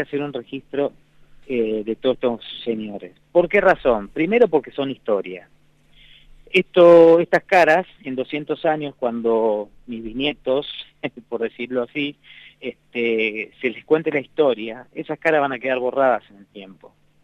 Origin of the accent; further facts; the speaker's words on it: Resistencia, Chaco, Argentina; Yo vengo del Chaco, y en Resistencia nos conocemos todos